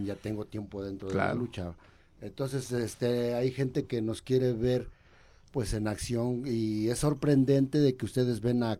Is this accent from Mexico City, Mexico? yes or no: no; Naucalpan, State of Mexico, Mexico; now in Querétaro, Mexico; Yo vivo en Querétaro, sí. Ya tengo 18 años viviendo en Querétaro. Yo nací en Querétaro, pero de muy chavito me fui a vivir al distrito, al estado de México.